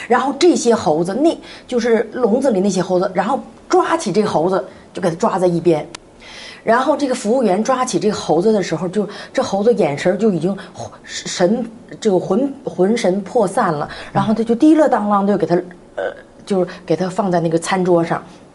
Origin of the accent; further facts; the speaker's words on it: Northeast China, China; 然后我们东北人特别爱吃那个血肠